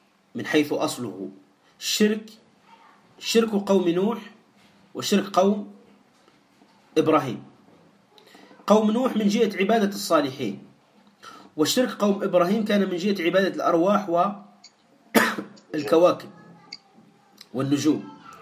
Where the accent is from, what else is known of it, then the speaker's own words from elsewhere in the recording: Tunisia; ولهذا لا تستغرب في قصة اللي عندنا في تونس